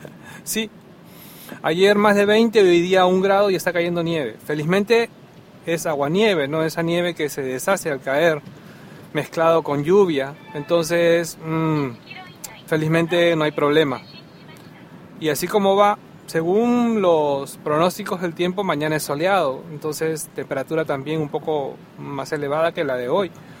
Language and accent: Spanish; Peru; moved away; por lo menos en mi tierra natal, Perú, el día de los enamorados era el día